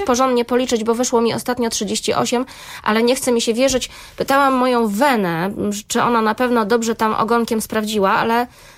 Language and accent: Polish; Gdańsk, Pomeranian Voivodeship, Poland; ja właśnie jestem też gdańszczanką, mieszkam w Gdańsku